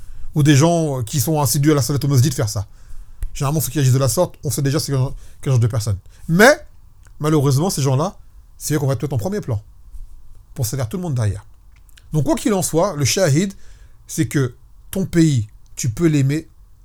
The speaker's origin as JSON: {"language": "French", "country": "France", "said": "Moi, je vous dis une chose, je suis un Français."}